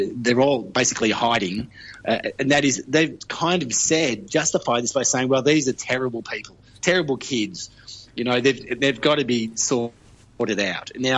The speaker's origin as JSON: {"language": "English", "region": "Victoria", "country": "Australia", "tie": "born or raised there", "said": "You know, I knew a lot of people who work as social workers through Victoria, you know, like my home state."}